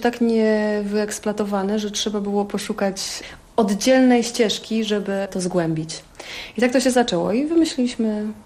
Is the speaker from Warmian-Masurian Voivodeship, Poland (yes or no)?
yes; Warmian-Masurian Voivodeship, Poland; Ja się wychowywałam tutaj na Mazurach